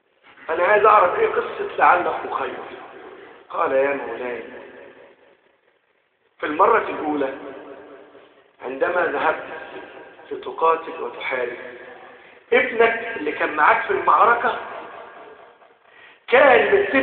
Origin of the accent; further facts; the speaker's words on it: Egypt; اجعل بلدنا مصر آمنة مطمئنة